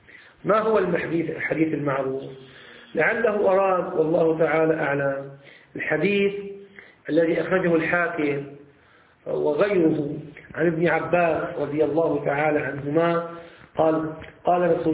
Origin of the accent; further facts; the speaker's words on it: Syria; يعني بعامية عندنا في الشام